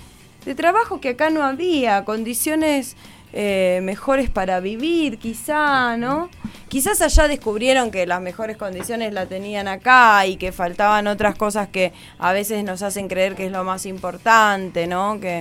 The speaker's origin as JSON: {"language": "Spanish", "country": "Argentina", "tie": "born there", "said": "Sentía que en realidad era más colombiana que argentina. Así en esa tierna juventud decía, nací por equivocación en Argentina, ¿no?"}